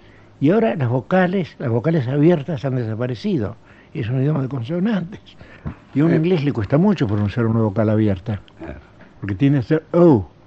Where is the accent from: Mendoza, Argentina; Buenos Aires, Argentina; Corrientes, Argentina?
Buenos Aires, Argentina; also born or lived in Geneva, Switzerland; Yo soy porteño.